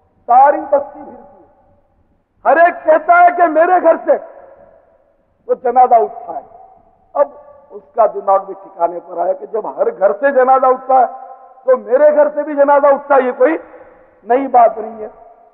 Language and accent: Urdu; Karachi, Sindh, Pakistan; born there; میں کراچی میں پیدا ہوا ہوں تو میرا وطن پاکستان